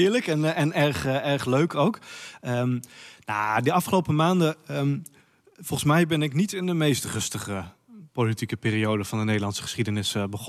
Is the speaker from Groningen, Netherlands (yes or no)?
yes; Oldenzijl, Groningen, Netherlands; born there; also born or lived in Winsum; now in Groningen, Netherlands; Nou, ik ben geboren in Oldenzijl in 1985. Ook zo'n fantastisch mooi dorpje. Wel iets dunner bevolkt dan Warffum. Ik heb ook een half jaar hier in Warffum gewoond, overigens. En ik heb nog 4 jaar in Winsum gewoond. Ik woon nu 20 jaar in de stad Groningen.